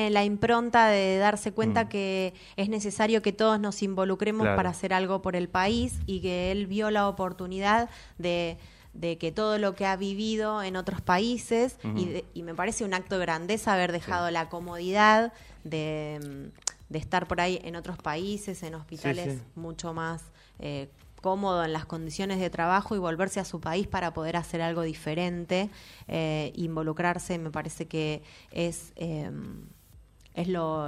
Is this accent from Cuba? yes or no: no; Quilmes, Buenos Aires Province, Argentina; Sí, sí, soy quilmenia. También nací en el hospital de Quilmes.